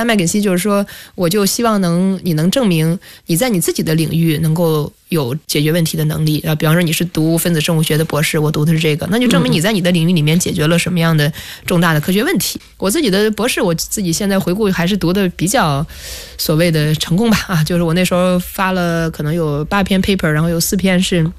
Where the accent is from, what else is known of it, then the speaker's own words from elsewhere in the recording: China; 我们在中国的这个环境长大